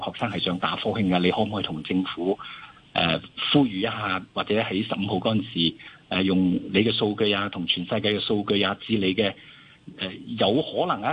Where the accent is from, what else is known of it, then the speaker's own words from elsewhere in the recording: Hong Kong; 我覺得我哋香港人好有智慧嘅